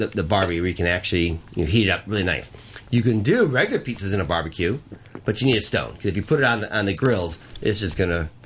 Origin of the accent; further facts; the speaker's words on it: Chicago, Illinois, United States; Well, I was raised in Chicago.